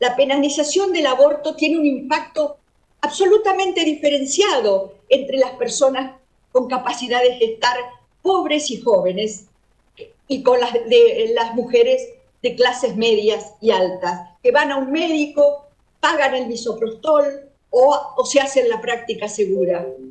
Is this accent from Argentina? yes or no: yes; La Pampa, Argentina; especialmente a las de mi Pampa, de mi tierra amada, pionera en establecer derechos de las mujeres